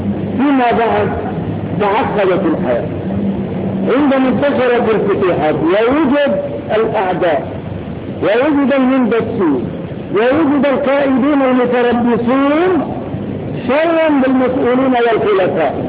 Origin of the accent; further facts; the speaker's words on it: Morocco; وقف عندنا في المغرب